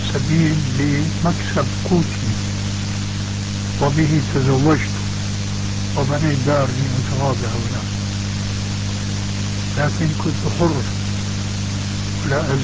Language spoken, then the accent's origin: Arabic; Damascus, Damascus Governorate, Syria; يبعثر الكتب فيها الصالح والصالح كما يقال عندنا في دمشق.